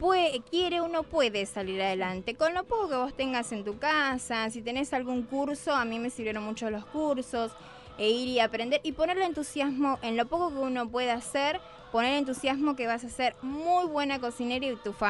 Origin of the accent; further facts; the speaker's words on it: Misiones, Argentina; yo me crié en Misiones, en el campo, entonces era más difícil el acceso a todo